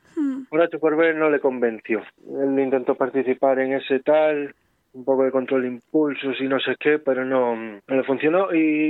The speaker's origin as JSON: {"language": "Spanish", "town": "Zamora", "region": "Castile and León", "country": "Spain", "tie": "born there", "also_born_or_lived": "Salamanca", "said": "Yo nací en Zamora, pero residí en Salamanca."}